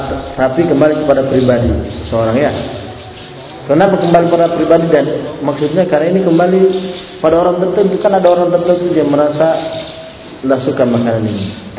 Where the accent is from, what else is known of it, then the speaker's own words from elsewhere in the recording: Sulawesi, Indonesia; Itu kan nah, bagi kita orang Sulawesi tidak terbiasa.